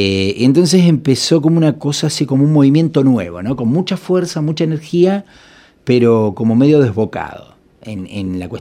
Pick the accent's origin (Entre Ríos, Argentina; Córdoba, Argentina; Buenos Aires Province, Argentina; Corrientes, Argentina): Buenos Aires Province, Argentina; Punta Alta; Yo vengo de Punta Alta, imagínate que hice todo el secundario en la época del proceso.